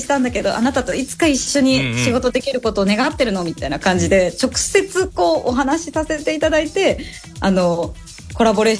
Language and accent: Japanese; Kansai, Japan; 関西人ですから。